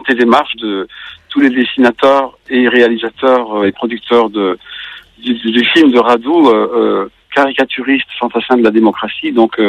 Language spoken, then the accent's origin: French; Belgium; moi en tant que Belge, je ne peux pas en empêcher.